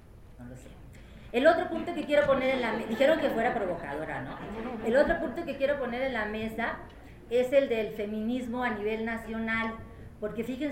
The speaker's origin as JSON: {"language": "Spanish", "region": "Sonora", "country": "Mexico", "lives_now": "Mexico City, Mexico", "said": "yo ahora tengo ya buen rato aquí, yo soy una, dirían en mi tierra, sonohuacha, porque soy sonorense y también soy huacha, como les dicen allá a los del DF."}